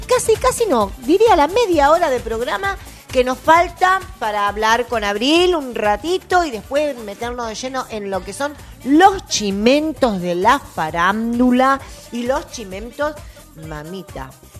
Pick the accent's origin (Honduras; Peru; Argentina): Argentina; Porque viste como somos los argentinos.